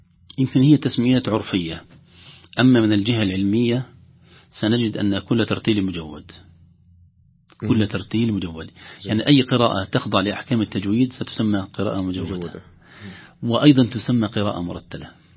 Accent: Alexandria, Alexandria Governorate, Egypt; now in Riyadh, Saudi Arabia; أنا أقول أمي التي أرضعتني القرآن قريتي، ثم أمي التي يعني ربتني الإسكندرية وفيها جامعتي وفيها معهد القراءات واستفدت منها كثيرا ومشايخنا، ثم أمي التي أكرمتني مدينة الرياض

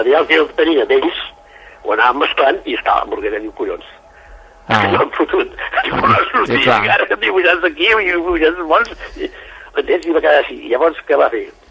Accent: Barcelona, Catalonia, Spain; Jo vinc de Barcelona

